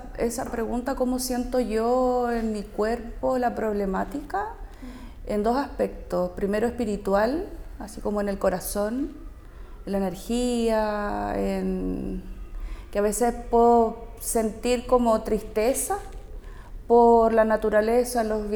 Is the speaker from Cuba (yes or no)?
no; Santiago, Santiago Metropolitan, Chile; born there; now in Quintero, Chile; nací en Santiago. Mi familia se vino a vivir a Quintero en los 80, así es que yo vivo acá hace 40 años, creo, 42 por ahí.